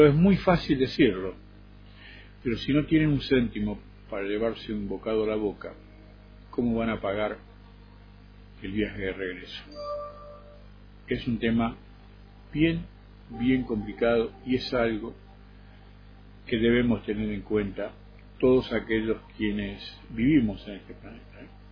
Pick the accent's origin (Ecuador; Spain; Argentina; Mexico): Argentina; now in Bogotá, Colombia; Y me siento bien, nunca me sentí agredido, inclusive me siento respetado, ¿no? Como argentino.